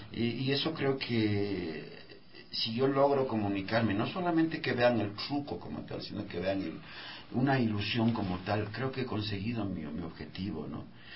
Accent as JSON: {"language": "Spanish", "country": "Ecuador", "said": "Yo soy un longo ecuatoriano."}